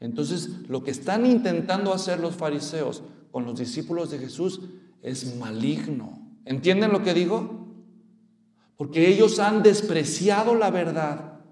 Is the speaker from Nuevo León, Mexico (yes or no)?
no; Guadalajara, Jalisco, Mexico; Yo ya sabía, porque yo soy de Guadalajara y empezaron ellos.